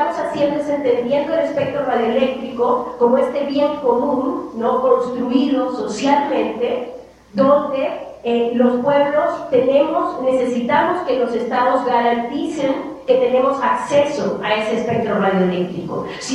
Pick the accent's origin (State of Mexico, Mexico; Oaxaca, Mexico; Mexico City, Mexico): Oaxaca, Mexico; En el caso de México, y específicamente de donde yo vengo, en Oaxaca